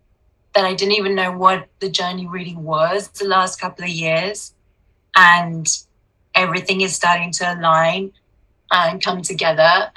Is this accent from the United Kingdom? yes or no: no; Houston, Texas, United States; I grew up in Houston, where you did. I'm born like 11 days after you.